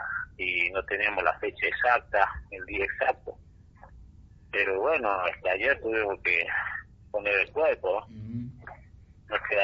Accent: Tilcara, Jujuy, Argentina; Soy acá de Tilcara, soy un integrante de la comunidad Cueva del Inca

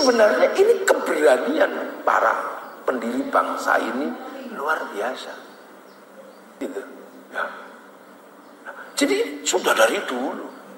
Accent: Medan, North Sumatra, Indonesia; Bapak tahu saya dari Medan.

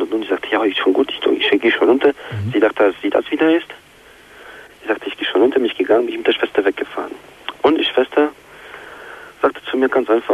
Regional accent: Poland; Nein, ich komme aus Polen.

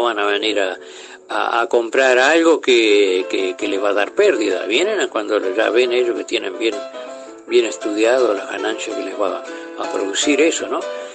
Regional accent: Paysandú, Uruguay; now in Paraná, Argentina; yo cuando vengo a Paraná es como si viniera a mi tierra principalmente, volviera a Paysandú, mejor todavía aún, ¿no?

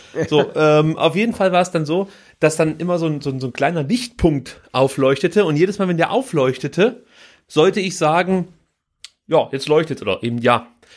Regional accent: East Germany, Germany; Ich komme aus der DDR, wir durften solche Filme nicht gucken.

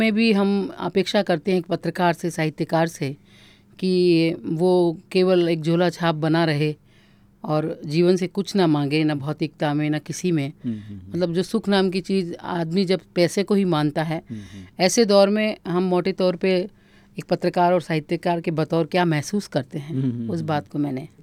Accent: Udaipur, Rajasthan, India; जी, मैं उदयपुर से हूं

